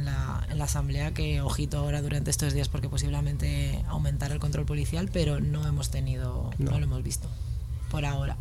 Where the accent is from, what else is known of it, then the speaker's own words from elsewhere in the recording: Madrid, Community of Madrid, Spain; also born or lived in Granada; yo vivía, antes de llegar a Vallecas, vivía en Granada, vivía en Andalucía. Entonces, aunque soy de Madrid, no soy del barrio, no soy de Vallecas. Y cuando llegué de Granada, me asenté en el barrio